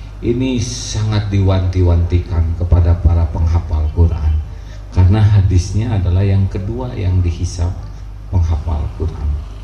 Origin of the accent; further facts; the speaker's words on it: Bandung, West Java, Indonesia; Saya dari Bandung, sedang kurang sehat.